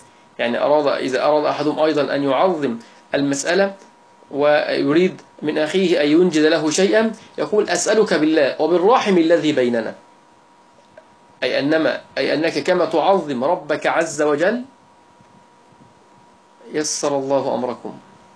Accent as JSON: {"language": "Arabic", "country": "Egypt", "said": "وهي التي يعني هي درجة عندنا في مصر"}